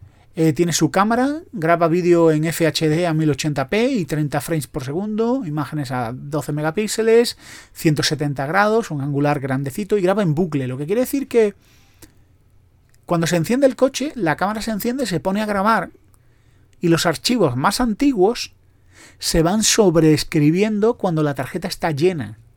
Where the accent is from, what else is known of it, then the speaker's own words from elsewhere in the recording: Spain; Que luego los españoles son muy mentirosos. Iba a decir somos, yo intento no serlo.